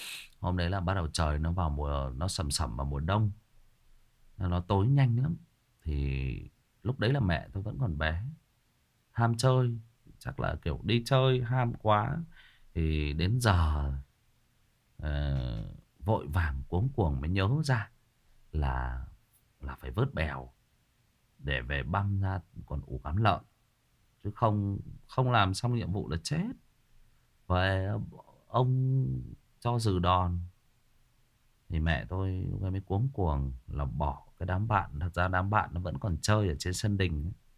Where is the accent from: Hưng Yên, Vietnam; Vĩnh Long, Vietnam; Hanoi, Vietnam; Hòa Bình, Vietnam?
Hưng Yên, Vietnam; Hưng Yên, đúng rồi, ở Hưng Yên, ở quê mình. quê của mình là Hưng Yên đó Trường Duy. Quê ngoại của mình luôn đó.